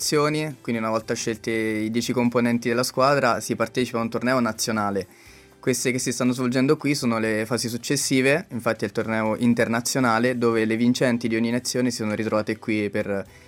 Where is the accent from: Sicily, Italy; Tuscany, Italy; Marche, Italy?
Marche, Italy; also born or lived in L'Aquila; now in Porto, Portugal; Io sono marchigiano, studio all'Aquila, però adesso sono Erasmus in Portogallo, a Porto.